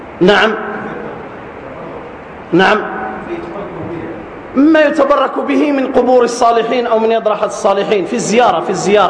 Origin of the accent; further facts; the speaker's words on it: South, Algeria; خاصة عندنا في الجنوب، بل حتى في الشمال